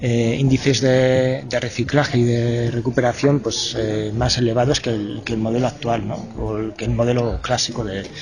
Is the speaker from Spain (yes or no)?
yes; Usurbil, Basque Country, Spain; Pues mira, yo soy de Usurbil, un pueblo que queda a un kilómetro escaso de donde es la incineradora. Soy de ahí, tengo 42 años, siempre he vivido aquí